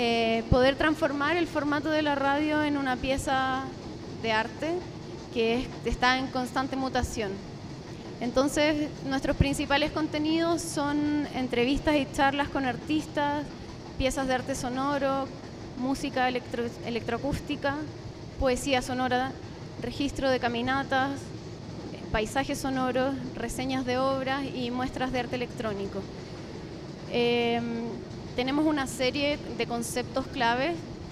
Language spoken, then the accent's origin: Spanish; Chile; de Chile.